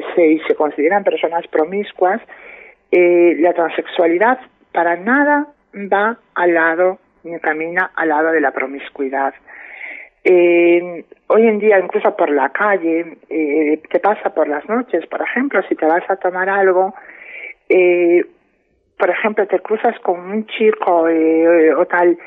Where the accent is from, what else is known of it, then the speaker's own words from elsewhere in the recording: Padrón, Galicia, Spain; Yo he tenido que salir con 18 años, 19 años, me fui de Padrón, me fui a Santiago, empecé a vivir mi vida sola